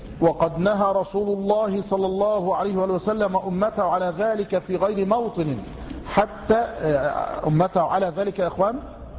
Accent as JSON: {"language": "Arabic", "town": "Tanta", "region": "Gharbia", "country": "Egypt", "said": "ما يكفي الصنم الأكبر الذي عندنا في طنطا، وليس عندنا يعني عند جيراننا في طنطا"}